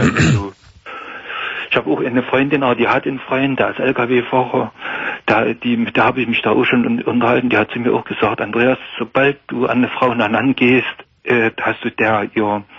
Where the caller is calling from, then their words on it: Saxony, Germany; gerade hier bei uns in Sachsen, wenn Veranstaltungen sind und so, da geht man ja schon hin, wenn es Weindorf ist in der Stadt und so.